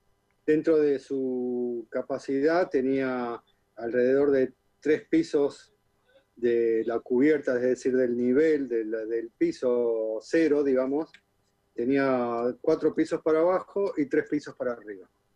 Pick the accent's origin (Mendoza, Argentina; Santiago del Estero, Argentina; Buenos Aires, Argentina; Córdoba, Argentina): Buenos Aires, Argentina; yo soy de Buenos Aires, de Capital Federal